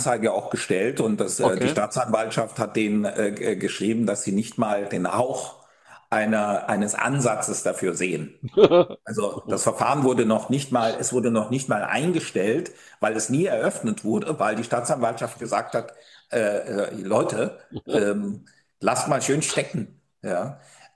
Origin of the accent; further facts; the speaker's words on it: East Germany, Germany; Ja, ich meine, wir kommen hier aus dem Osten, es ist alles so ein bisschen.